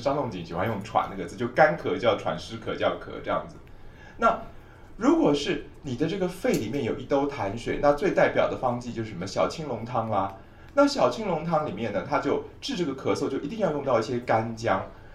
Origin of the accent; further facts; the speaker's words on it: Taiwan; 我们台湾人的水毒的问题非常糟，非常要命